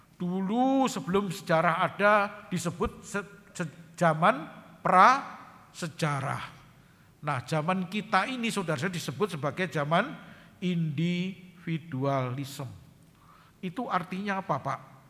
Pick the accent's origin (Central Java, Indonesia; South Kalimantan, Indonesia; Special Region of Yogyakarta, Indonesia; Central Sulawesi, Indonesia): Special Region of Yogyakarta, Indonesia; Yogyakarta; kalau saya ini orang Jogja, saudara. Orang Jogja enggak kenal grammar superlatif ya